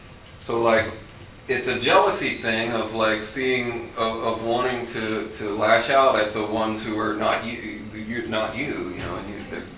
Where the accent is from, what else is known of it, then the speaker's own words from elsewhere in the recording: Baltimore, Maryland, United States; This is an East Coast thing. I'm from Baltimore, so we have crabs.